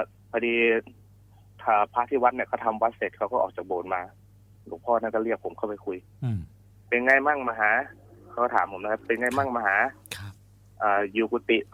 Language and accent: Thai; Trat, Thailand; ตอนที่อยู่จังหวัดตราดเนี่ยครอบครัวผมค่อนข้างจะยากจนนะครับก็เลยบวชเรียนครับไปบวชเรียนที่วัดในจังหวัดตราด